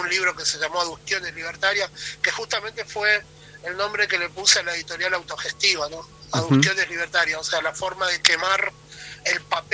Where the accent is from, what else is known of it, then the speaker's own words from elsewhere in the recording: El Colorado, Formosa, Argentina; yo soy originario del Colorado, por una cuestión laboral estoy viviendo en otro pueblo que se... El Colorado queda al sur, la provincia de Formosa.